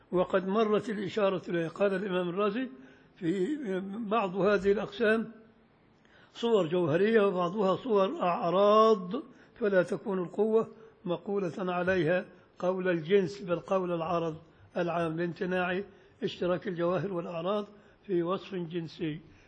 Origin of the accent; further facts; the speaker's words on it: Beni Suef, Beni Suef Governorate, Egypt; وانا شفت وانا طفل صغير في بني سويف